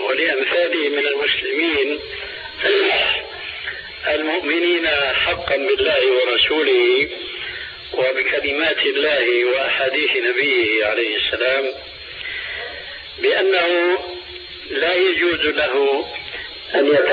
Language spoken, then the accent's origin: Arabic; Syria; كما يقولون عندنا في سوريا